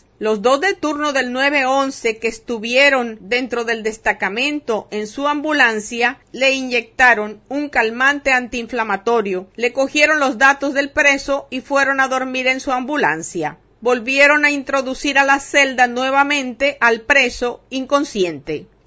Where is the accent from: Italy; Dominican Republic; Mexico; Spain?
Dominican Republic; Soy ciudadano dominicano, ingeniero civil de profesión